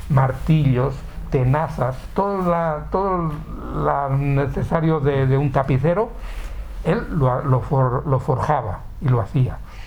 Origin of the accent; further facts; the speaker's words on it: Alaejos, Castile and León, Spain; De Alaejos. El 80% de la gente que sale de Alaejos, casi todo va al norte.